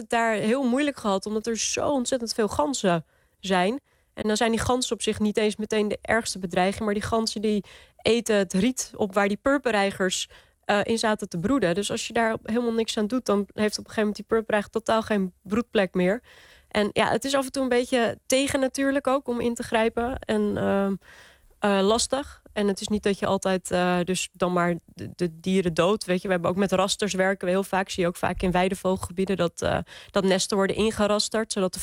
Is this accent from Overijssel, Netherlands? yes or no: no; North Holland, Netherlands; Dit riet wuifde in de Kalverpolder. En dat is in de Zaanstreek. Daar ben ik opgegroeid.